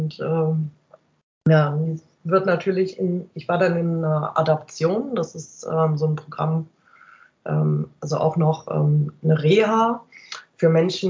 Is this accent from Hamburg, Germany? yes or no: no; Mönchengladbach, North Rhine-Westphalia, Germany; Also ich bin gebürtige Mönchengladbacherin und bin da halt natürlich mit Borussia sozialisiert worden.